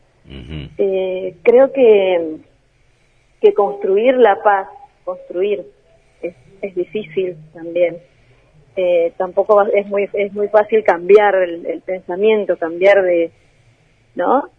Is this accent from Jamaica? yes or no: no; Colombia; uno como viviendo en el país, como colombiano